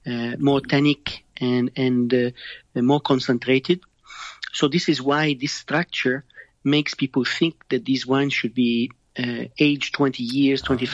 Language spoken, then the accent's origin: English; Montreal, Quebec, Canada; accent: French; No, you know, I'm from Canada and I have the French accent, but I'm from Montreal and Canada.